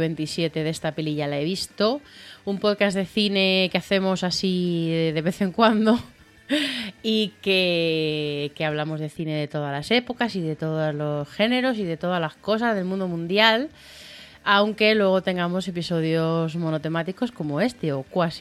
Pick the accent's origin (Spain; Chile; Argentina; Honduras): Spain; Madrid, Community of Madrid; de Madrid